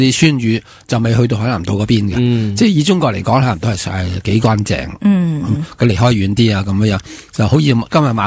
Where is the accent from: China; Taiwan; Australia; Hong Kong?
Taiwan; 我呢只咧就来自台湾嘅嗰啲外岛啊